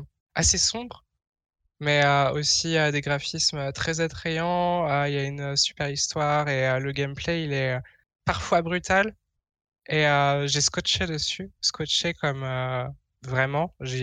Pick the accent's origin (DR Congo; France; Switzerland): France; now in Netherlands; je suis française, j'habite aux Pays-Bas.